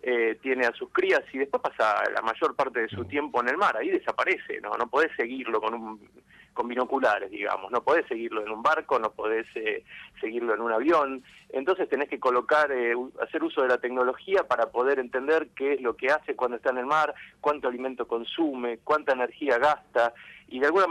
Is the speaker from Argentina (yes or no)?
yes; Avellaneda, Buenos Aires Province, Argentina; Yo nací en Capital Federal. Ajá. Nací en Capital Federal y después me crié en Avellaneda, barra Lanús.